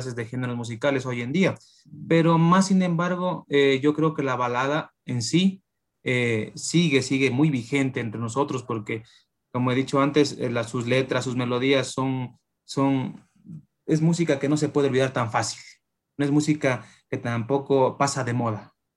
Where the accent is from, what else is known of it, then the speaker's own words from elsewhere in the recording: Ecuador; Estas hermosísimas letras que nos caracterizan como ecuatorianos, ¿no?